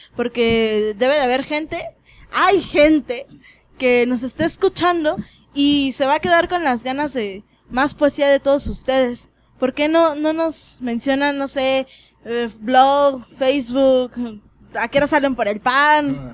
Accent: Mexico; creo que como mexicanos, no nos basta con solo el día del funeral

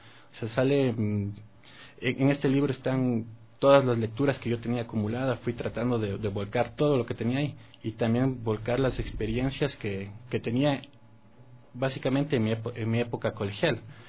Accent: Quito, Pichincha, Ecuador; Yo soy de aquí, de Quito, y cuando estudié en el colegio estuve en el Gonzaga, cuando funcionaba por la tarde en La Mañosca, donde es el San Gabriel.

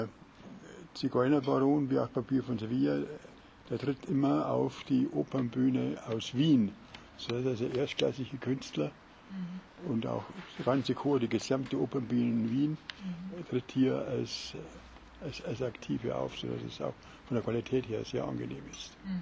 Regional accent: Munich, Bavaria, Germany; Also wir waren als Münchner schon echte Exoten.

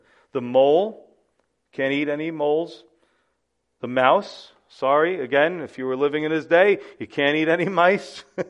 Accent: New York City, New York, United States; We had a lot of those in the Bronx when I lived there. No offense, we love our Bronx people. We're from the Bronx

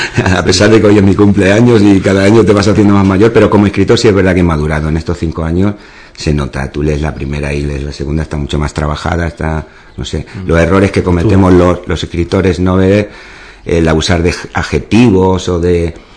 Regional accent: Ubrique, Andalusia, Spain; digo, mi juventud la pasé aquí, mi infancia y bueno, y el arraigo que tengo a Ubrique lo considero mi pueblo, ¿no? Las montañas estas las llevo muy presentes siempre

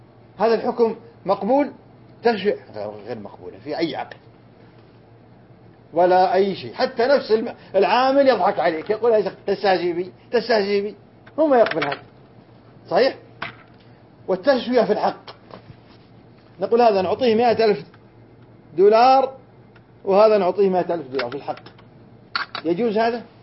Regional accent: Riyadh, Riyadh Province, Saudi Arabia; أنا كنت صغير وولدت في الرياض، كنا ندور حول الرياض بالدراجة بساعة واحدة وساعتين،

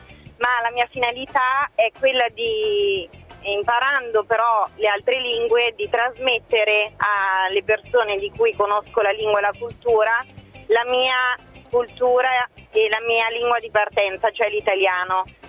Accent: Macerata, Marche, Italy; Io ho 23 anni e ho studiato, vengo da Macerata, quindi da una piccola realtà di provincia.

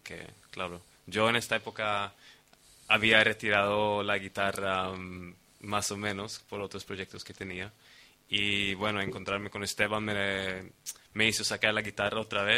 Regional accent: Sweden; Spanish is a second language; los dos son colombianos, yo soy sueco.

